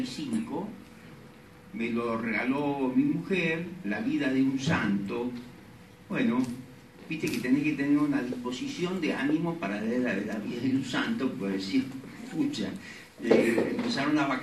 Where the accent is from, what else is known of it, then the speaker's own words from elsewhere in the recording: Tucumán, Argentina; yo soy médico tucumano y ese apellido es recontra tucumano